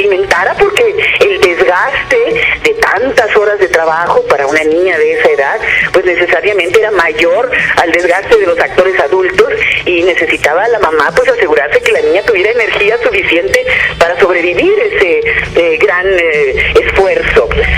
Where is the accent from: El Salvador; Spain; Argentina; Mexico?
Mexico; no solamente aquí en mi país, en México, sino de todo el continente latinoamericano y del mundo entero.